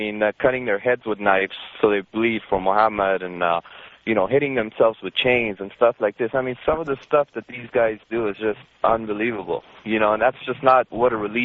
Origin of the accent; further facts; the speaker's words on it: Iran; I'm actually from Iran, and I'm a Muslim.